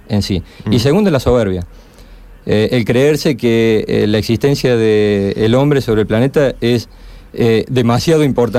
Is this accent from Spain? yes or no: no; Córdoba, Argentina; Bueno, sí, yo soy cordobés. Y efectivamente he vivido en el interior también.